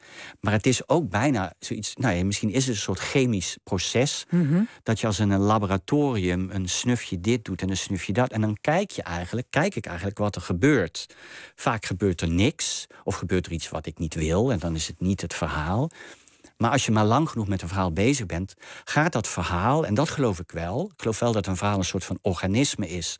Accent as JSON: {"language": "Dutch", "region": "Limburg", "country": "Netherlands", "first_language": "Limburgish", "lives_now": "Rotterdam, Netherlands", "said": "Ja, Limburgs is eigenlijk ook mijn eerste taal. Dus als ik tegen mezelf praat, dan praat ik in het Limburgs."}